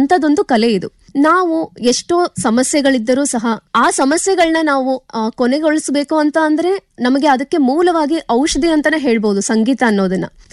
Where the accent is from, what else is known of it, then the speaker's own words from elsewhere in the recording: Jamkhandi, Karnataka, India; ನನ್ನ ಊರು ಬಾಗಲಕೋಟ್ ಜಿಲ್ಲೆ, ಜಮಖಂಡಿ ತಾಲೂಕು. ನಾನು ಅಲ್ಲಿಂದ ಇಲ್ಲಿಗೆ ಬರೋದಕ್ಕೆ ಕಾರಣ ಏನು ಅಂತಂದ್ರೆ ಸಂಗೀತ.